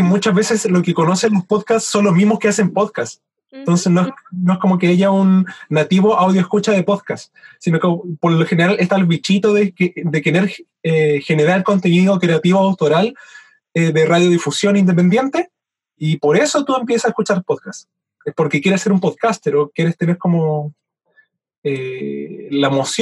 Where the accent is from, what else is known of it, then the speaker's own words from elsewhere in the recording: Chile; Porque yo, siendo chileno, gustándome muchísimo la mitología